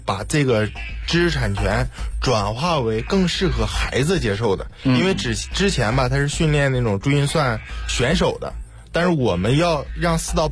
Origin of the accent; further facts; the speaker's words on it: Northeast China, China; 毕竟我是东北的嘛。